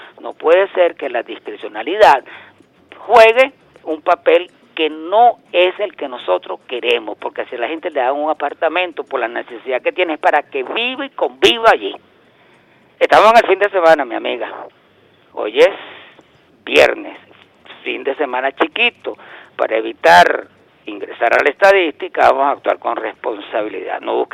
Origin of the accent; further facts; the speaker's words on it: Venezuela; como venezolano